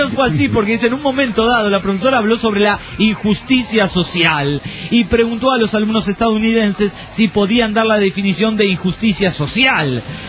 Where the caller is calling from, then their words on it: Bahía Blanca, Buenos Aires Province, Argentina; Hola, soy … de Bahía Blanca, República